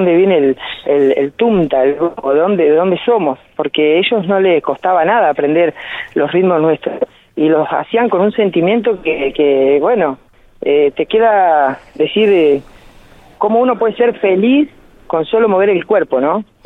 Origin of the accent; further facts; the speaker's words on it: Argentina; como argentino, estoy muy orgulloso de la Argentina que tenemos